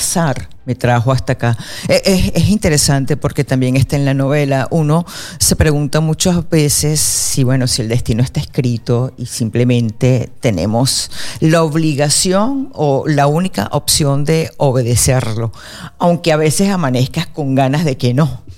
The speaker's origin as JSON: {"language": "Spanish", "country": "Venezuela", "said": "yo soy venezolana, sí, con ascendencia húngara y costarricense, que es muy propio en Venezuela, ¿no? La mezcla."}